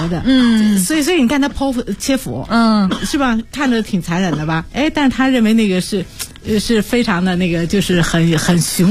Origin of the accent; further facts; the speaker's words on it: China; 我说一个我们中国人可不是这干，我说再怎么他是自己的孩子，就是宝贝啊，是吧？